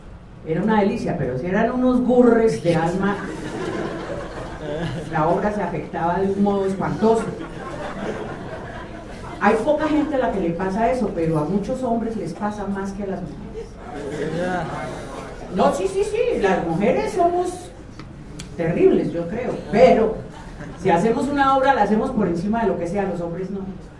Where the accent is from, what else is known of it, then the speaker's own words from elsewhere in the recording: Valle del Cauca, Colombia; also born or lived in Bogotá; aunque soy vallecaucana, he vivido la mayor parte de mi vida en Bogotá, o siempre.